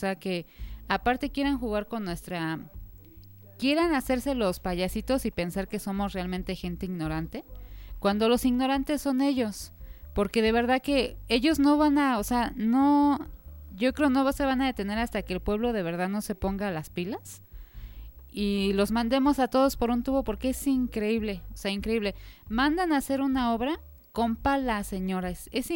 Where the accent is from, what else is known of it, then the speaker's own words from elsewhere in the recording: Xochimilco, Mexico City, Mexico; Nosotros somos de Xochimilco, originarios de Santa Cruz, Acalpizca.